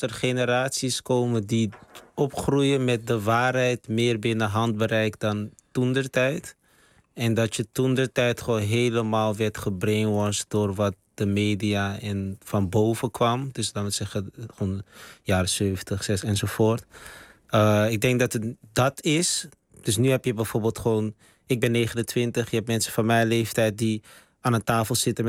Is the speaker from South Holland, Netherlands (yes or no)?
no; Amsterdam, North Holland, Netherlands; wij zijn eigenlijk wereldburgers die in Amsterdam wonen. En ik zeg ook altijd, als ik in het buitenland ben, ik kom van Amsterdam. Ik zeg niet, ik kom uit Nederland.